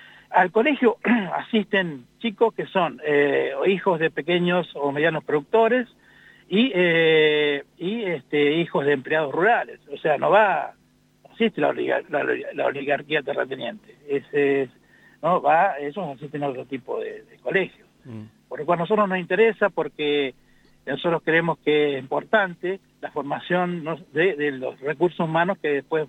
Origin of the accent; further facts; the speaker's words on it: Rancul, La Pampa, Argentina; el colegio de Rancul, que es el que yo estudié, yo soy de Rancul